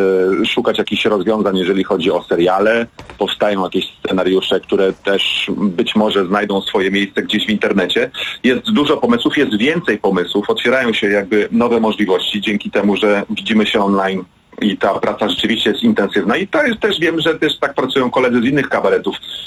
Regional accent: Warsaw, Masovian Voivodeship, Poland; ja jestem z Warszawy

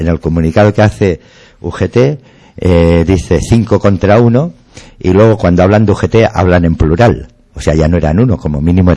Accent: Catalonia, Spain; de barrio somos tú y yo somos del Besós, nos hemos criado con amigos de la mina

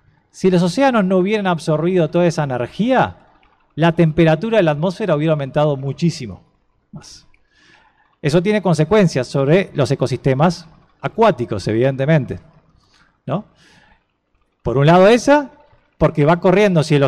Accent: Uruguay; han hecho que las lluvias sobre nuestro país aumenten entre un 10 y un 15%. ¿Somos los uruguayos culpables de eso?

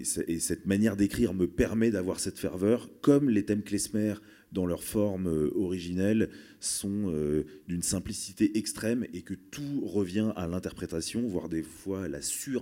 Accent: Paris, Île-de-France, France; je suis né à Paris et que jusqu'à il y a quelques mois, j'y habitais encore

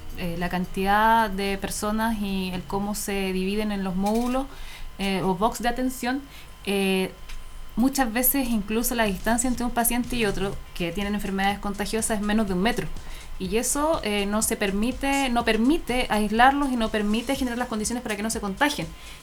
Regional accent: Angol, Araucanía, Chile; Yo me acuerdo en Angol, cuando yo estudié, cuando era chica en Angol, llevábamos leña de la casa

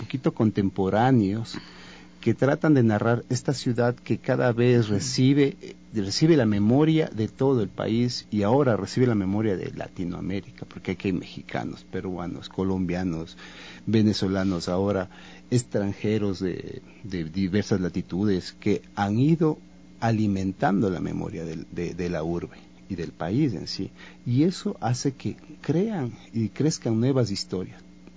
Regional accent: Cuenca, Azuay, Ecuador; yo no soy de aquí, yo soy de la Suay, yo soy cuencano

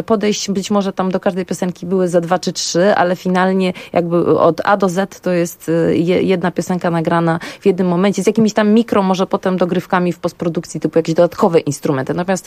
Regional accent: Warsaw, Masovian Voivodeship, Poland; born there; Ja jestem warszawianką z urodzenia

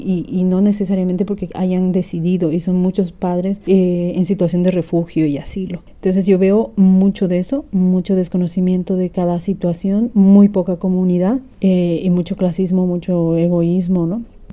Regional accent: Bolivia; now in Barcelona, Spain; Yo soy de Bolivia, tengo un hijo de 8 años actualmente. Él está escolarizado y vivimos en Barcelona.

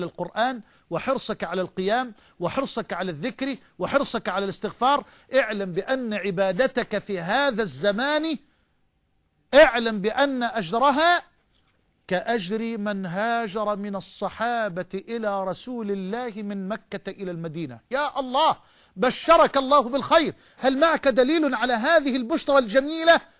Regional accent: Egypt; اللهم اجعل بلدنا مصر أمنا أمانا، سخاء رخاء

